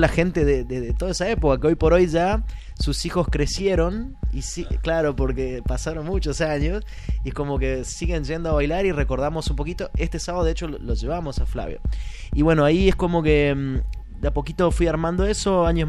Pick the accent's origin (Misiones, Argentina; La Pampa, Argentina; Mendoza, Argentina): Misiones, Argentina; Oberá; yo soy de Oberá, que es del interior de Misiones, a 100 kilómetros de Posadas.